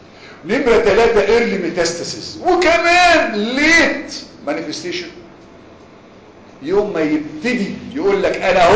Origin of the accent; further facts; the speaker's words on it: Egypt; احنا عندنا في مصر عندنا حاجات البوز كتير قوي